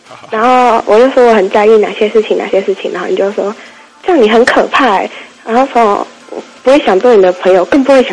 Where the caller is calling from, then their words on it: Taipei, Taiwan; 我是台北的